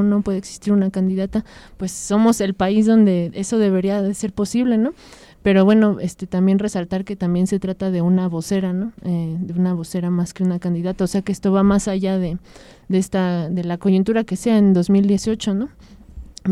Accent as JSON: {"language": "Spanish", "country": "Mexico", "said": "no imaginamos qué es todo lo que podemos lograr como pueblo mexicano"}